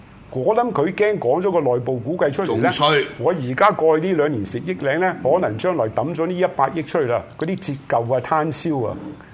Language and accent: Cantonese; Hong Kong; 係特區政府有冇維護我哋香港人嘅尊嚴